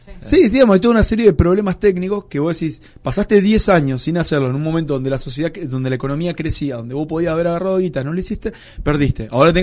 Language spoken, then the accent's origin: Spanish; Colón, Entre Ríos, Argentina; Los que somos de Colón somos muy orgullosos de nuestro pueblo.